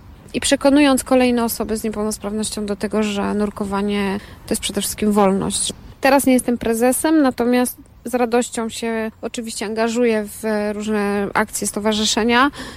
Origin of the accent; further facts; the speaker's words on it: Zakopane, Lesser Poland, Poland; born there; No urodziłam się w Zakopanem.